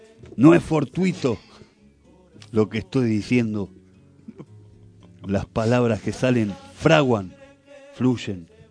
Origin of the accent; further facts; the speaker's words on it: Argentina; Somos argentinos que nos levantamos